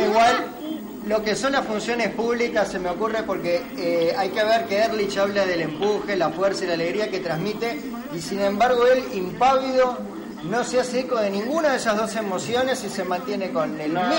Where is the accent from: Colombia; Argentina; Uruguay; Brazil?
Uruguay; Y somos uruguayos y somos carnaval.